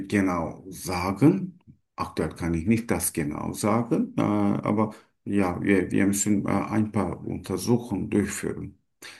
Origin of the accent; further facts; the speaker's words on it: Turkey; German is a second language; moved away as an adult; now in Germany; Ich komme aus der Türkei.